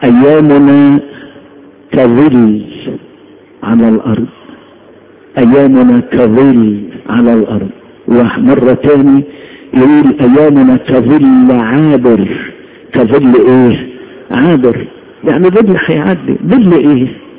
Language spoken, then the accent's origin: Arabic; Upper Egypt, Egypt; زمان كان الراجل لما يعمل نسيج خصوصا عندنا في الصعيد